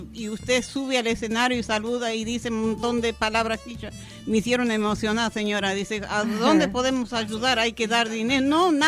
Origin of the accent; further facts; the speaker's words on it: La Banda, Santiago del Estero, Argentina; born there; En la banda, en Santiago del Estero.